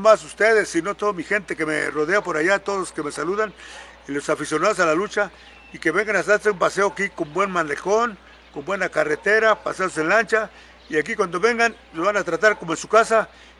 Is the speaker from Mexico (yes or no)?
yes; Mezcala, Jalisco, Mexico; conocer nuestras costumbres de aquí de Mezcala de la Santa Cruz.